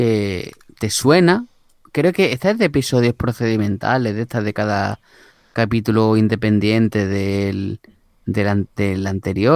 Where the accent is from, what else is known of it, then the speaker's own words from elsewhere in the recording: Andalusia, Spain; es que es una cosa tan, tan típica de para los que somos andaluces, es que es parte de nuestro ADN